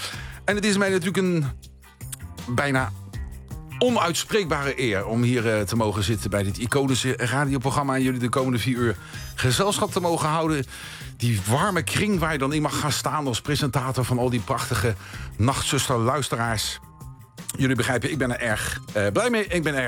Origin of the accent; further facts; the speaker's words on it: The Hague, South Holland, Netherlands; accent: Hague; Inmiddels heb je waarschijnlijk ook wel gehoord, ik kom uit Den Haag. En dat accent, dat krijg je er gratis bij vanmiddag.